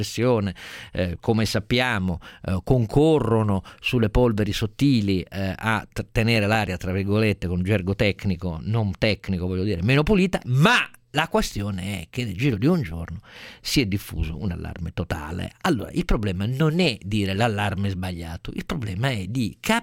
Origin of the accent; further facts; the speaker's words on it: Turin, Piedmont, Italy; quella coltre nera che mi colpì in maniera terrificante quando ero ragazzino a Torino